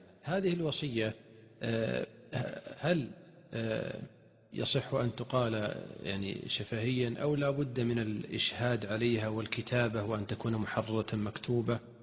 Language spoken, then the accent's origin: Arabic; Saudi Arabia; عندنا في المملكة العربية السعودية